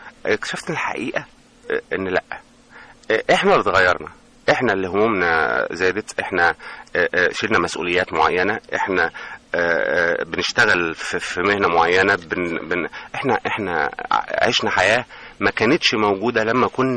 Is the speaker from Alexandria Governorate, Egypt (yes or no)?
no; El Mahalla El Kubra, Gharbia, Egypt; احنا عندنا في المحله، احنا بلد قريبه جدا من راس البر، راس البر بينها وبيننا حوالي ساعه ونص،